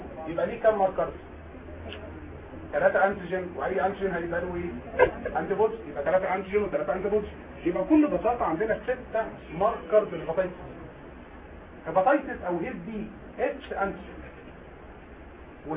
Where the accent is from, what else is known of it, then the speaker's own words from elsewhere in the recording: Egypt; السي ده مهم عندنا في مصر